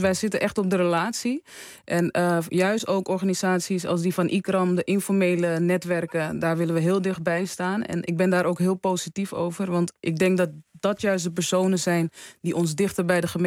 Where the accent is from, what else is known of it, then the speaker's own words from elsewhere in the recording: Almere, Flevoland, Netherlands; Ja, nee, ik ben van Almere toevallig.